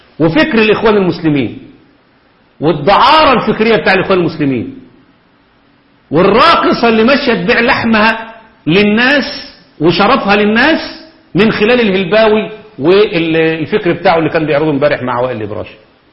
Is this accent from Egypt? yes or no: yes; Egypt; في لجنة الخمسين عندنا في مصر